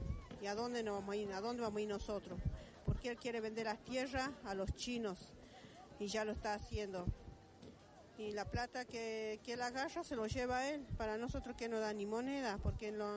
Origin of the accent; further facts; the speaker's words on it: San Salvador de Jujuy, Jujuy, Argentina; venimos desde San Salvador de Jujuy, de la provincia.